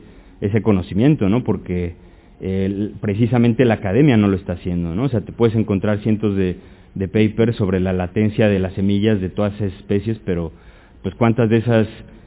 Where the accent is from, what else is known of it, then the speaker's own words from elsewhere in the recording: Mexico; yo por ejemplo vengo de México y los campesinos allí lo hacen con ceniza, con cal